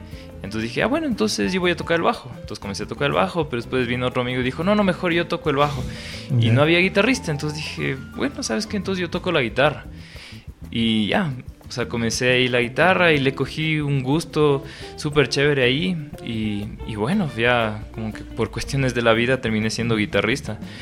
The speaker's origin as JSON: {"language": "Spanish", "country": "Ecuador", "said": "uno como músico, como artista ecuatoriano, tiene que seguir proponiendo nuevas e innovadoras propuestas para nuestra música"}